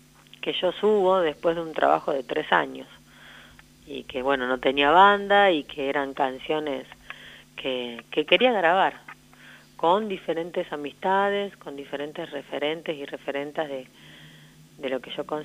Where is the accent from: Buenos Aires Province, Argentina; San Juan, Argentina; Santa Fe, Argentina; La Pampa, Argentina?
La Pampa, Argentina; also born or lived in Buenos Aires; now in Córdoba, Argentina; O sea, yo ya llevo más de 20 años fuera de acá, de La Pampa, uh-huh. Que me fui a vivir primero a Buenos Aires, viví... casi 20 años y hace ya 2 años que estoy en Córdoba.